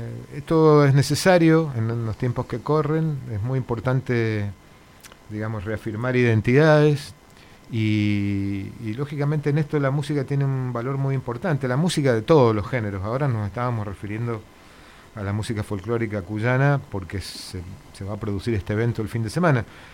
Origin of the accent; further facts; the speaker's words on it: Mendoza, Argentina; los que menos conocemos esa movida somos los mendocinos